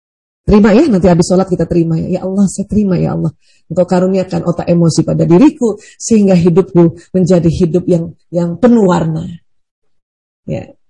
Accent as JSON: {"language": "Indonesian", "town": "Makassar", "region": "South Sulawesi", "country": "Indonesia", "said": "Apalagi saya orang Bugis Makassar."}